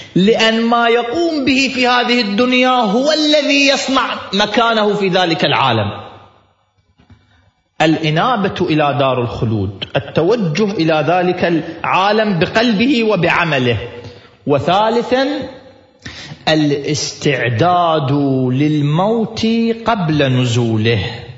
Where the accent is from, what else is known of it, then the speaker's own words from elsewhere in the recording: Iraq; في واحد شيخ قبيلة عندنا في العراق